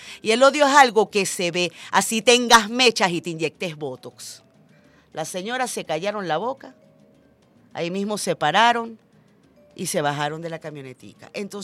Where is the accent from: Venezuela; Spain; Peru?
Venezuela; todos somos venezolanos, todos somos hermanos